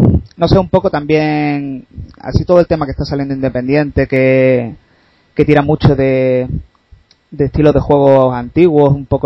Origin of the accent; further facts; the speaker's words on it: Málaga, Andalusia, Spain; Pues nada, yo soy de Málaga, ¿vale?